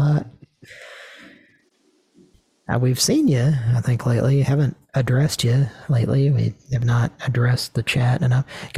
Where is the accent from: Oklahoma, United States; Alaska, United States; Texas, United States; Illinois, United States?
Oklahoma, United States; which is only it can only be legitimized by the fact that we're from Oklahoma.